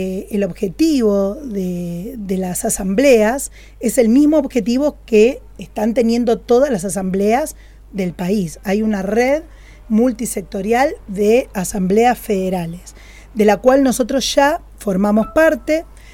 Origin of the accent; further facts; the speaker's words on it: Buenos Aires, Argentina; yo soy o era de Buenos Aires